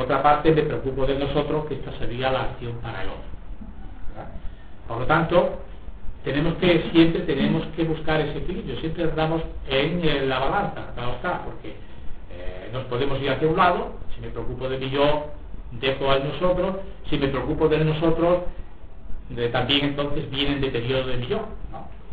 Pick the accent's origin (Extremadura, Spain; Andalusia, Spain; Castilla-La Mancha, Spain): Extremadura, Spain; Sí, hay extremeño, yo soy extremeño, ¿verdad?